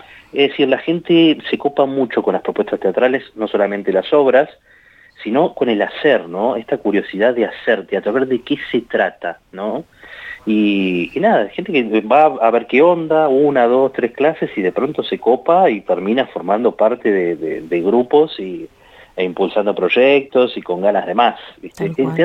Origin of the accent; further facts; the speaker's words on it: Buenos Aires, Argentina; now in Santa Rosa, Argentina; yo soy de Buenos Aires, estoy viviendo acá en Santa Rosa hace 2 años, un poco más de 2 años, y yo empecé a venir en plena pandemia, pleno 2021